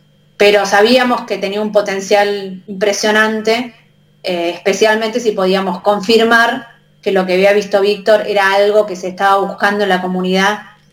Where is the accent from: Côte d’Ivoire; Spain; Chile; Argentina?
Argentina; los primeros autores somos todos argentinos.